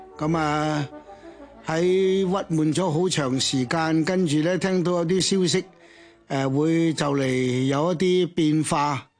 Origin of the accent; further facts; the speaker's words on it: Hong Kong; 我哋香港人咧坐住呢只船